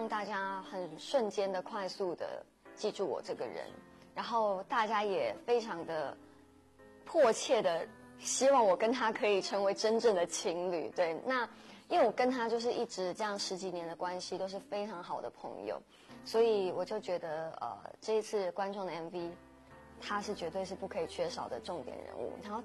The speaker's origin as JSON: {"language": "Chinese", "region": "Guangdong", "country": "China", "said": "因为自己也是广东人，所以也可以借这个机会让大家知道其实粤语也是我第二母语"}